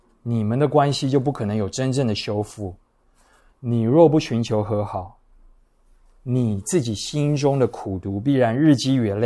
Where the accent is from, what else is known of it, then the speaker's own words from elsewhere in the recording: Taiwan; 我们都是台湾人嘛，我们都在这个文化环境中长大